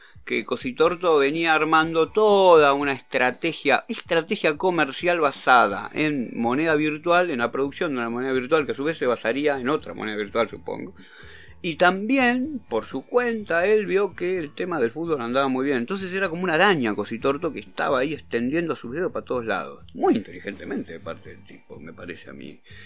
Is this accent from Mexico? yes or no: no; Merlo, Buenos Aires Province, Argentina; Mira, yo soy de Merlo, ¿no?